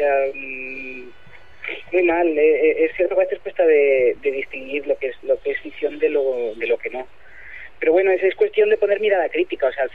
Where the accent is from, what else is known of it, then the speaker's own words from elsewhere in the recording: Barcelona, Catalonia, Spain; soy de Barcelona.